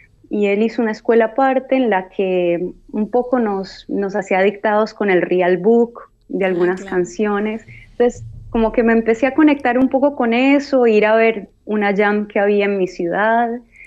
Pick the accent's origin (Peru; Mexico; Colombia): Colombia; Cali, Valle del Cauca; yo soy de Cali, una ciudad que es muy salsera, adoptó la salsa como música propia